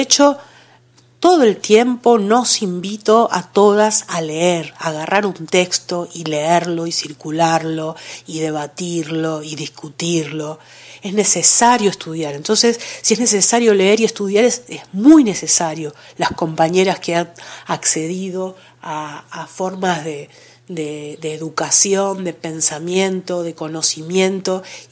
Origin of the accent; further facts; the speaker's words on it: Buenos Aires, Argentina; Yo soy porteña de nacimiento, pero soy convencidamente descentrada de adopción.